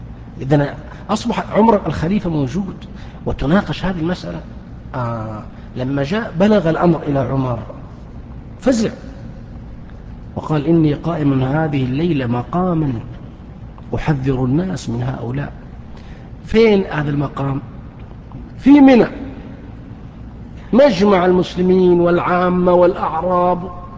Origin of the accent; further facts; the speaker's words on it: Saudi Arabia; ما هي موجودة في الكتب التي عندنا في السعودية